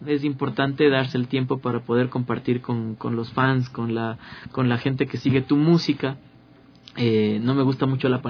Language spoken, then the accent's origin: Spanish; Ecuador; luchamos porque se nos reconozcan nuestros derechos como músicos, como artistas ecuatorianos